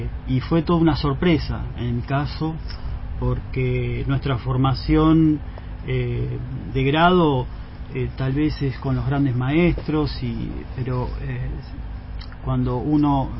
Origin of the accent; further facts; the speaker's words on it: La Plata, Buenos Aires Province, Argentina; Bueno, yo soy de La Plata, nací acá, me formé en la ciudad de La Plata, ingresé en la universidad en la década del 90 y me recibí en el 97